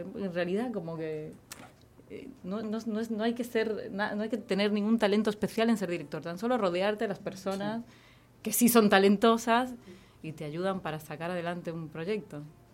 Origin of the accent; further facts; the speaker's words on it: Galicia, Spain; Yo crecí en un pueblo en Galicia, un pueblo muy chiquitito.